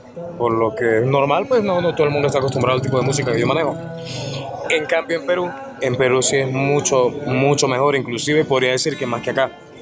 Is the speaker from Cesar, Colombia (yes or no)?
no; Bogotá, Colombia; also born or lived in Venezuela; un apodo que ya mucha gente ya me conoce de ahí. Yo soy nacido en Venezuela, soy criado en Bogotá. Hace ya unos 3-4 años, más o menos.